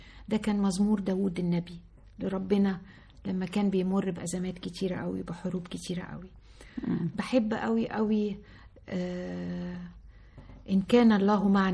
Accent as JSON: {"language": "Arabic", "town": "Sohag", "region": "Sohag Governorate", "country": "Egypt", "said": "انا من سوهاج وبفتخر ان انا من سوهاج. امي من سوهاج وابويا من اليوب … موحد القطرين."}